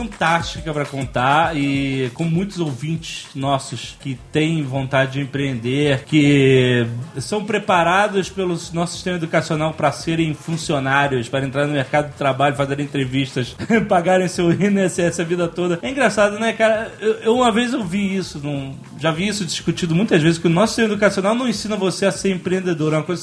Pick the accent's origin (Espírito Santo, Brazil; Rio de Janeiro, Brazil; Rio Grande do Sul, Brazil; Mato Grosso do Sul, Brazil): Rio de Janeiro, Brazil; Eu sou do Rio, nós somos conterrâneos.